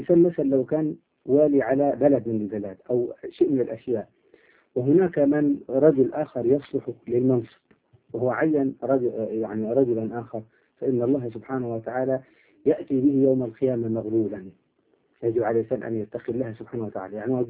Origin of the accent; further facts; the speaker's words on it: Upper Egypt, Egypt; accent: Upper Egyptian (Sa'idi); احنا عندنا في الصعيد نقول يضرب الجلة